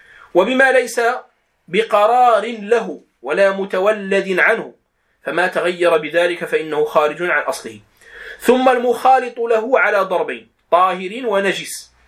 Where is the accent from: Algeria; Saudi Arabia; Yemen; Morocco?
Morocco; accent: Moroccan; يعني بدارجتنا المغربية نقول الخز لهذا الطحلب